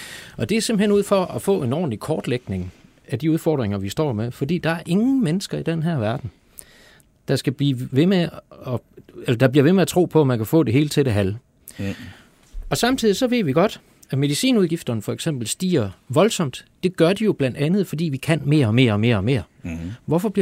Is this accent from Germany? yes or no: yes; Germany; Danish is a second language; now in Denmark; Nu er jeg jo tysker, så jeg kender jo til alt det der med at have mange beslutningslag